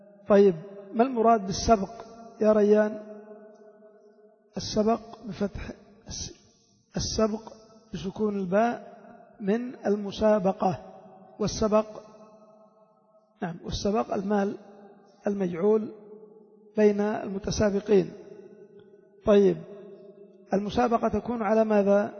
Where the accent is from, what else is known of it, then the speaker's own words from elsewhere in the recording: Yemen; إلا عندنا في اليمن لا راكب ولا صياد ولا شيء